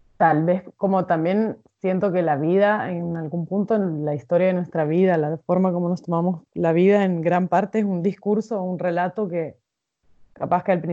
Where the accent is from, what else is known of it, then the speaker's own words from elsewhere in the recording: Basque Country, Spain; born there; yo nací en el País Vasco, que es donde nací, pero recalcan que fui gestada en las montañas de San Salvador. O sea, de El Salvador, perdón, en las montañas de Chalatenango